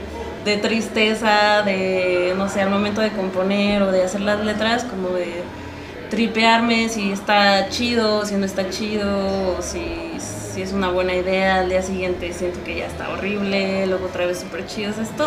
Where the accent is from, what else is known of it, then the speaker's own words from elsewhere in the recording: Tlaxcala, Mexico; yo soy de Tlaxcala y él también